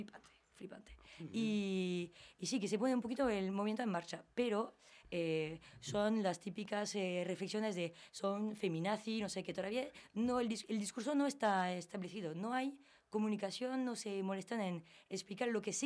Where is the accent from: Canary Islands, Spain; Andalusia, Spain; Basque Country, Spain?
Basque Country, Spain; Algorta; Van a mi pueblo, en Algorta